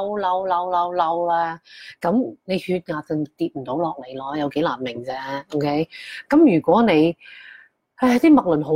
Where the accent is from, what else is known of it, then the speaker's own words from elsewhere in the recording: Hong Kong; 你同我喺香港大嘅，我哋有冇谂过香港会搞成咁咧？